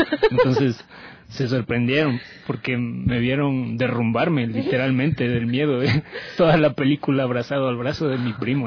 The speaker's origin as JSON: {"language": "Spanish", "town": "Salcedo", "region": "Cotopaxi", "country": "Ecuador", "said": "voy a empezar hablando de estos heladitos de Salcedo, de mi tierra."}